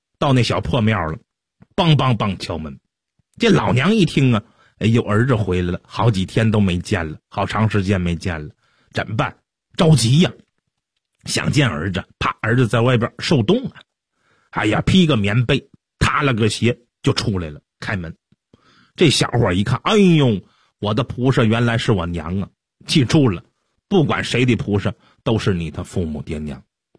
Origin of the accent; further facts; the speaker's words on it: China; 挺热闹的，我们中国人都爱看热闹，是不是？